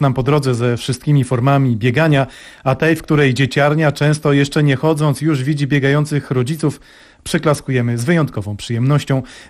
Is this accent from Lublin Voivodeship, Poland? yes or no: no; Warsaw, Masovian Voivodeship, Poland; jako warszawiak i historyk mocno kibicuję